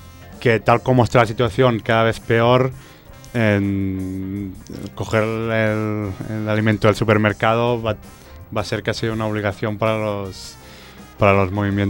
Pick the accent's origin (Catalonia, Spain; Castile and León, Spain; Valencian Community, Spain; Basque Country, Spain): Catalonia, Spain; Barcelona; en Barcelona, que es de donde vengo yo